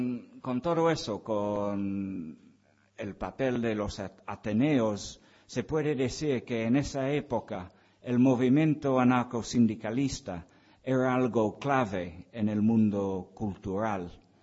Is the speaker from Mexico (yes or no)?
no; England, United Kingdom; Spanish is a second language; soy un frío inglés que refuta la idea romántica del espíritu libertario del pueblo español.